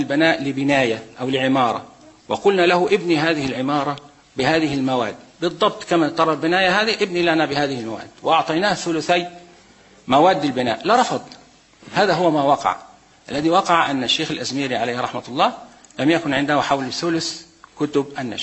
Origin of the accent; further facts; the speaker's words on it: Egypt; عندنا في مصر الآن لا تحريرات